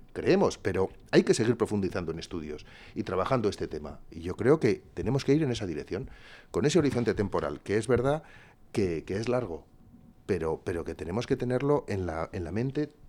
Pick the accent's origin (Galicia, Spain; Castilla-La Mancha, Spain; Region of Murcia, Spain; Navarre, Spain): Navarre, Spain; que somos todos los navarros